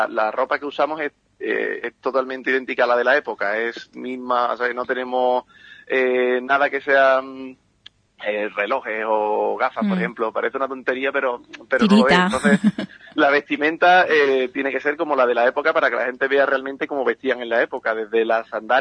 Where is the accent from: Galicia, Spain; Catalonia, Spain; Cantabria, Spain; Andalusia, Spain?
Andalusia, Spain; Ubrique; aunque seamos romanos de Ubrique, no nos gusta encauzarnos en ningún sitio, aunque siempre llevamos Ubrique por bandera, porque somos de Ocuri, somos gitanos, claro.